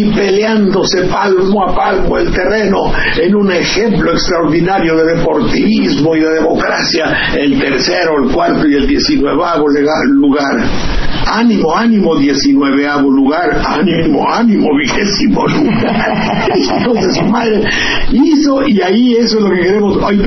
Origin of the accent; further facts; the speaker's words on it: Mexico; con la esencia profunda de que somos mexicanos